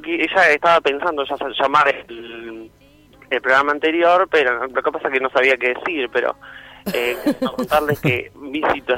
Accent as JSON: {"language": "Spanish", "town": "Colón", "region": "Buenos Aires Province", "country": "Argentina", "said": "yo soy de Colón, Buenos Aires, que es una ciudad chica"}